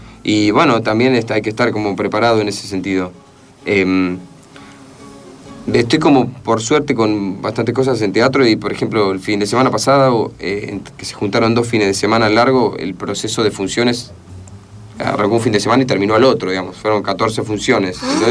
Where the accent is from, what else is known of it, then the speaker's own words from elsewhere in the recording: 9 de Julio, Buenos Aires Province, Argentina; Yo soy de 9 de Julio, provincia de Buenos Aires, 55.000 habitantes, no llena la cancha de River.